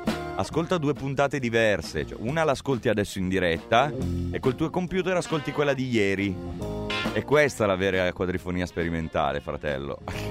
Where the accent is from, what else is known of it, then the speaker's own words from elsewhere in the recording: Gallarate, Lombardy, Italy; Insomma, io sono di Gallarate, io vivo a Gallarate.